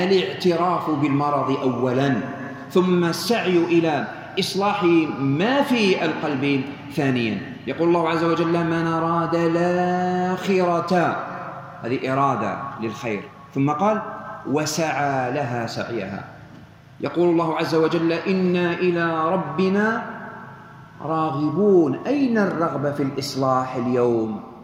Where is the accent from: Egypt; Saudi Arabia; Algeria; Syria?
Algeria; هنا عندنا في الجزائر في شهر رمضان ما تجد إلا الخير